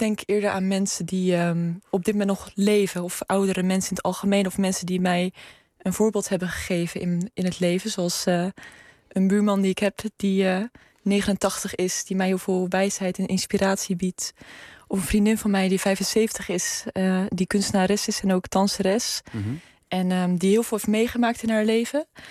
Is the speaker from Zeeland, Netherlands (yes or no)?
yes; Zeeland, Netherlands; omdat ik uit Zeeland kom.